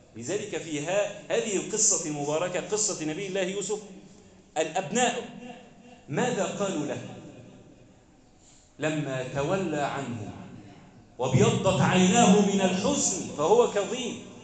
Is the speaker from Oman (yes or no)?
no; Egypt; اللهم اجعل بلدنا مصر أمنا أمانا